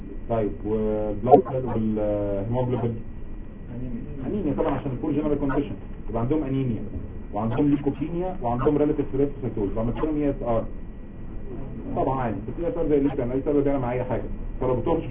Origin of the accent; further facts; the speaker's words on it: Egypt; لو انت عارف عندنا في مصر احسن حاجه